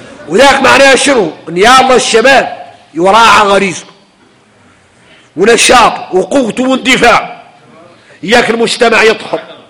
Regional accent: Mauritania; احنا موريتاني

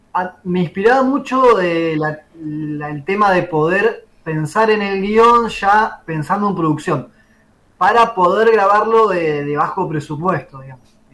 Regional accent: Viedma, Río Negro, Argentina; yo soy de Viedma, así, viedmense, forever.

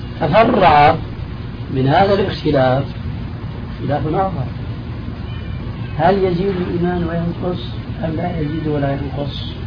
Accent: Syria; كما يقولون عندنا في سوريا

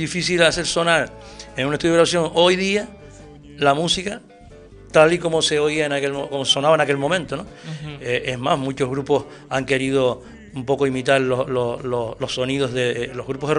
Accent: Canary Islands, Spain; Un libro, pero que reflejara algo de la música en mi tierra, ¿no? Uh-huh. Entonces, bueno, se me ocurrió eso de hacer la historia del pop rock tinerfeño

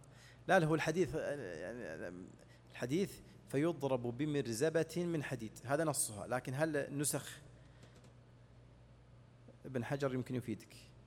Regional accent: Saudi Arabia; مثل الآن عندنا في السعودية الآن أيام مضت

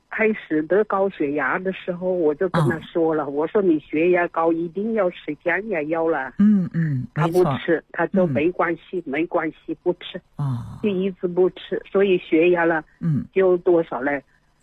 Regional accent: Changsha, Hunan, China; now in Beijing, China; 我是长沙人，湖南的，

